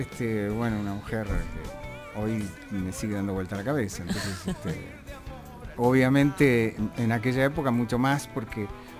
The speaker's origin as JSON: {"language": "Spanish", "region": "Buenos Aires", "country": "Argentina", "tie": "born or raised there", "said": "Yo nací en Mariano Achino Boluapí, eso pertenece a Drago, Coglan y Villurquiza, ese sector. Y siempre me crié por ahí, un poco de Saavedra también."}